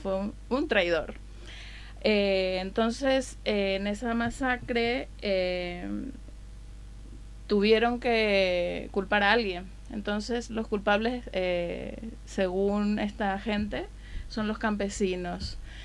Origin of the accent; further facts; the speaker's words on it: Paraguay; now in Madrid, Spain; soy de Paraguay, como lo habías dicho antes, de Paraguay Resiste en Madrid